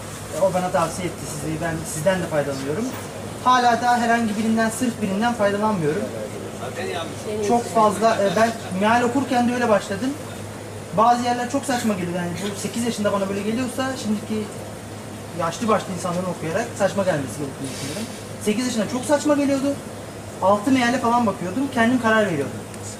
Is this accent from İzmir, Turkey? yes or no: yes; İzmir, Turkey; Tepecikliyim, romanın.